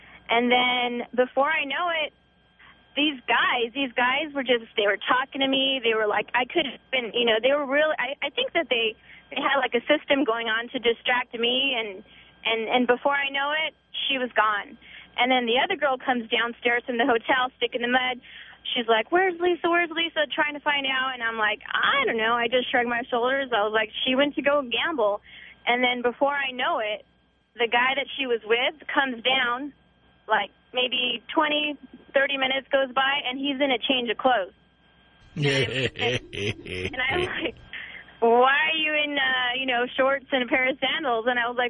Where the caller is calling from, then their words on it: Upland, California, United States; Hi, I'm calling from Upland